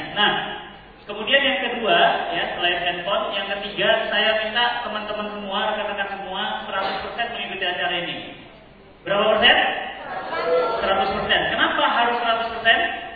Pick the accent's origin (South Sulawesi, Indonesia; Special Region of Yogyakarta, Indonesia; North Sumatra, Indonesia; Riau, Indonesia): North Sumatra, Indonesia; Medan; tahun 79 di Medan. Ibu saya Solo, bapak saya Sunda. Lahir dan besar di Medan.